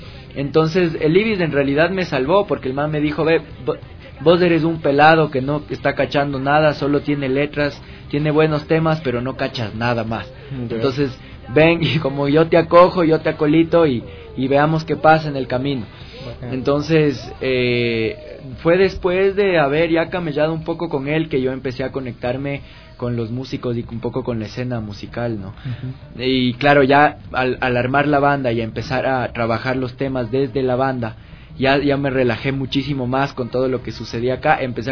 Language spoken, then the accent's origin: Spanish; Macas, Morona Santiago, Ecuador; also born or lived in Quito; yo nací acá en Quito y me fui cuando era bien pelado a vivir a Macas con mi familia.